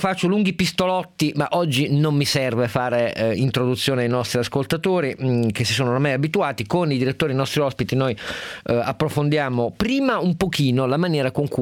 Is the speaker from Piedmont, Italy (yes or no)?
yes; Turin, Piedmont, Italy; Io tra l'altro sono torinese, quindi ohimè sono direttamente interessato